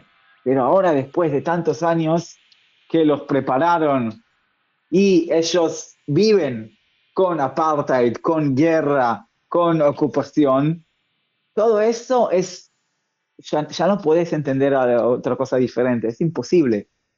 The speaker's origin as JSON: {"language": "Spanish", "country": "Israel", "said": "Yo soy primero israelí y después periodista."}